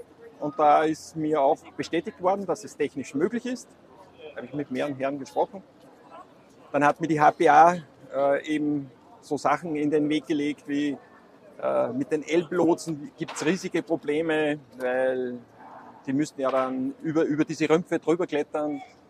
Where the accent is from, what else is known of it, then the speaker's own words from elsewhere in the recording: Austria; weil ich komme ja aus Österreich